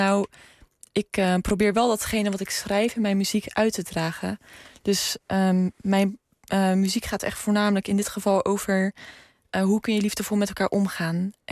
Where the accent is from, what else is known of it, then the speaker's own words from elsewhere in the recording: Zeeland, Netherlands; omdat ik uit Zeeland kom.